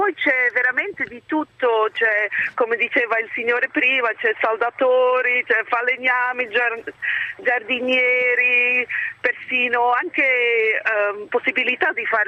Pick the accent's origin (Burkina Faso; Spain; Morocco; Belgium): Belgium; Italian is a second language; come probabilmente avete sentito all'accento, io sono belga